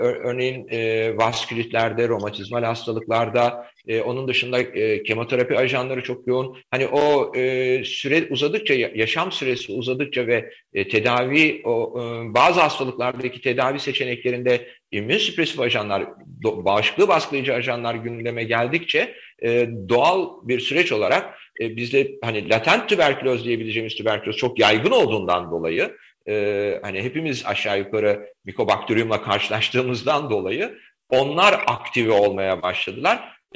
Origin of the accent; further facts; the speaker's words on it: Aegean Region, Turkey; Yani ben bir Egeli olarak özellikle Samos ve o bölge benim için çok önemlidir.